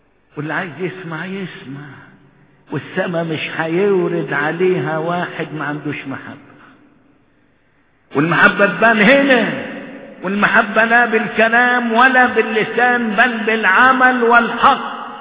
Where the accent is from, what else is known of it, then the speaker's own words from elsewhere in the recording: Egypt; وعلى الاخص خلينا في بلدنا مصر، الله يتكلم